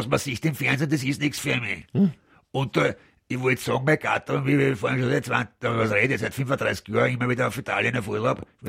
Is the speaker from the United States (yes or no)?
no; Austria